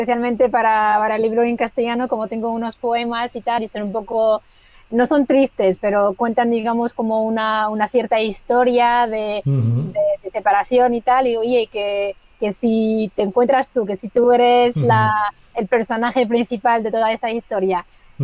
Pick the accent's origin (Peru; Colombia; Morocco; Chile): Morocco; Spanish is a second language; estamos, desde luego, en Marruecos, en mi país